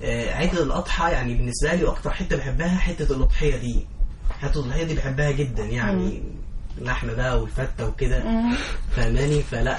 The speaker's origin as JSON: {"language": "Arabic", "town": "Asyut", "region": "Asyut Governorate", "country": "Egypt", "said": "انا من اسيوط"}